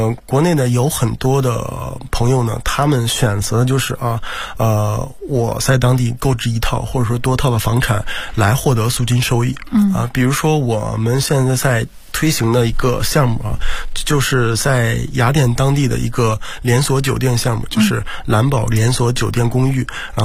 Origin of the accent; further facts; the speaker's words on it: China; 或者说像我们中国人一样啊，就是那个特别的积极